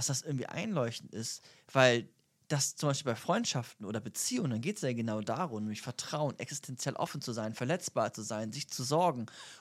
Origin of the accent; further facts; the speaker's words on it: Germany; Wir sind beide Deutsche, ne? Schon mal gut.